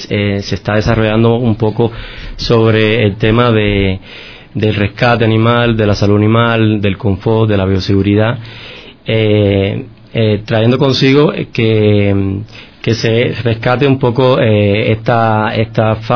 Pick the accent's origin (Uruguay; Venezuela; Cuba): Cuba; yo desde niño, bueno, nací, yo soy cubano, ¿no? Y nací en un campo, en una finca, donde mi familia tenía muchas variedades de especies, ¿no?